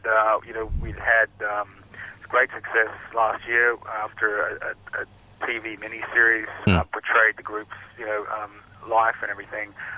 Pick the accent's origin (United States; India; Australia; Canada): Australia; now in Hong Kong; We're all Australian, so we're away from home just so much.